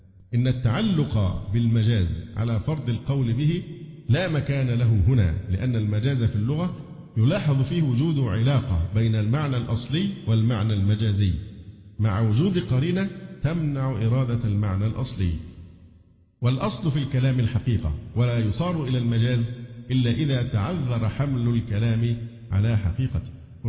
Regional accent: Cairo, Cairo Governorate, Egypt; لأن لا تناقض بين أن أقول أن أنا مصري وقاهري،

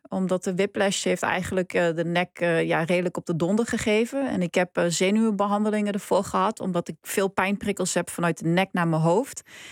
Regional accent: Gelderland, Netherlands; Ik kom uit de Achterhoek

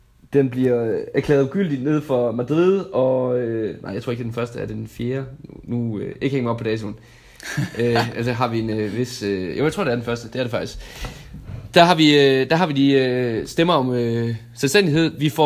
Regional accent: Region of Southern Denmark, Denmark; Ja, der kan jeg allerede som dansker, især som sønderjyde, sige, at det vil vi stik ikke

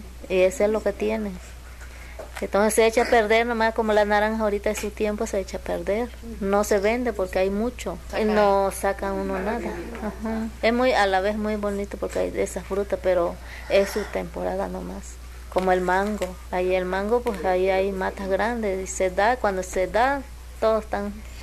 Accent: Tuxtepec, Oaxaca, Mexico; now in Xalapa, Mexico; Yo soy de esta de Oaxaca, a rumbo a Tustepec, Oaxaca.

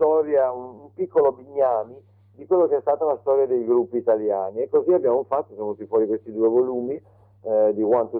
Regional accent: Genoa, Liguria, Italy; siamo genovesi, liguri di origine, siamo un po' chiusi sulla nostra costa

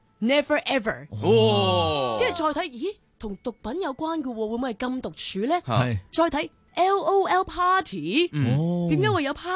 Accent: Hong Kong; 都係我哋香港人非常之喜愛嘅一個時候啦。

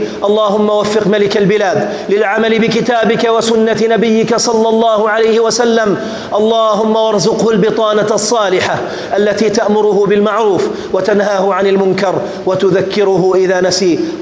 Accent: Jordan; احفظ بلدنا الأردن

